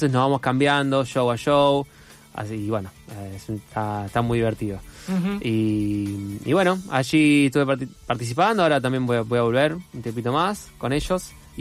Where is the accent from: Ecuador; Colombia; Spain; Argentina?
Argentina; En un momento paramos y decimos, bueno, somos de Argentina, la gente aplaude, qué sé yo.